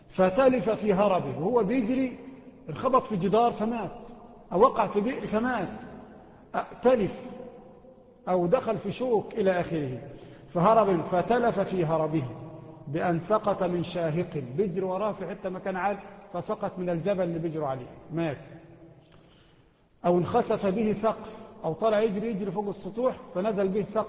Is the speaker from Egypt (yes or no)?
yes; Egypt; وإحنا من أهل مصر